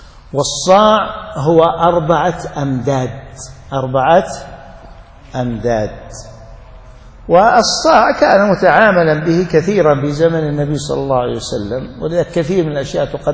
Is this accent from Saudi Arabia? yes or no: yes; Najd, Saudi Arabia; الصاع النجدي الموجود عندنا في نجد أكبر من الصاع النبوي بمد تقريبا